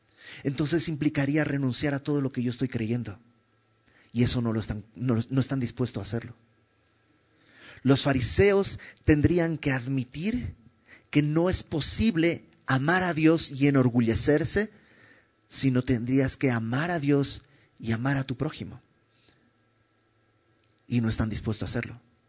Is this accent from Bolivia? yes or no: yes; Bolivia; yo soy de Bolivia y en mi pueblo hace algunas generaciones los hijos le hablaban de usted al papá